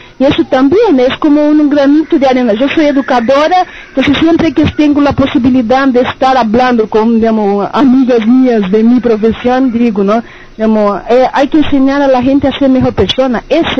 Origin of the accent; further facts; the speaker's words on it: Maringá, Paraná, Brazil; Spanish is a second language; also born or lived in São Paulo; now in Montevideo, Uruguay; soy brasileña de São Paulo, nací en São Paulo, pero fui criada en Maringá, en el estado de Paraná, y ya hace 7 años que vivo en Montevideo.